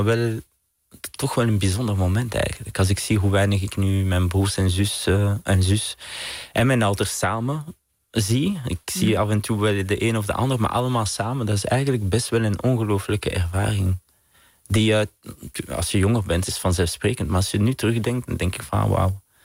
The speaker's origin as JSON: {"language": "Dutch", "town": "Vilvoorde", "region": "Flanders", "country": "Belgium", "said": "ik ben van Vilvoorde naast Brussel."}